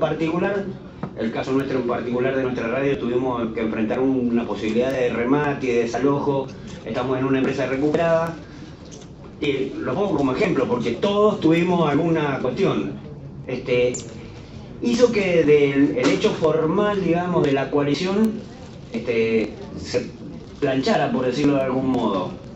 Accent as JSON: {"language": "Spanish", "region": "Mendoza", "country": "Argentina", "said": "Nosotros venimos de Mendoza. … de La Mosquitera, radio comunitaria de Guaymallén."}